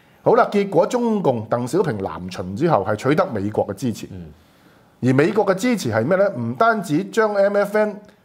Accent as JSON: {"language": "Cantonese", "country": "Hong Kong", "said": "如果我哋香港人縮，你諗下我哋後果會係點啊？"}